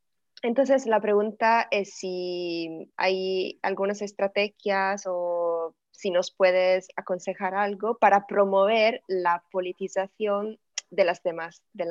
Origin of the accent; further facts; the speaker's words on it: Italy; Spanish is a second language; de momento somos todas italianas, y lo que pasa es que sobre todo en la calle, aquí en Italia hay muchas migrantes